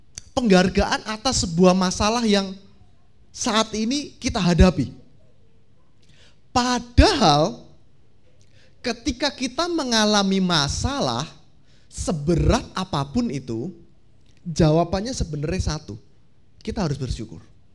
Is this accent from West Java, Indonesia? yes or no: no; Tulungagung, East Java, Indonesia; Saya dari, bukan asli dari Surabaya. Saya dari Tulungagung.